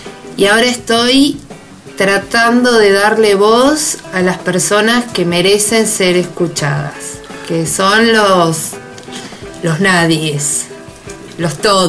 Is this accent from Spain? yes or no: no; Argentina; moved away as an adult; me habían pedido que grabe con mi voz de Argentina, que aparte nuestro acento es recotizado.